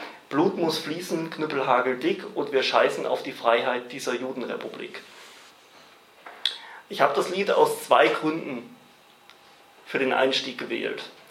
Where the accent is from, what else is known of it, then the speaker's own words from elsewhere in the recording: Baden-Württemberg, Germany; ich komme eigentlich aus dem Main-Tauber-Kreis im Nordosten von Baden-Württemberg und mache dort seit rund 5 Jahren politische Arbeit